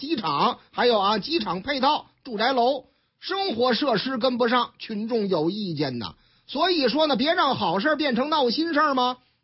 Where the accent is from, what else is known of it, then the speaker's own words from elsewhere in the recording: Tangshan, Beijing, China; 这个京华时报说那个天然气儿啊，已然到了我老家烫山，北京这个供气儿紧张